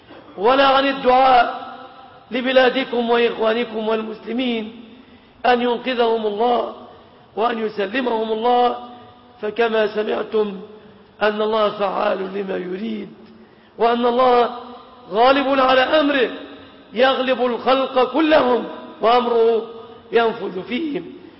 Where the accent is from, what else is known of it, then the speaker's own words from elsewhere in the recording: Egypt; اللهم سلم بلادنا مصر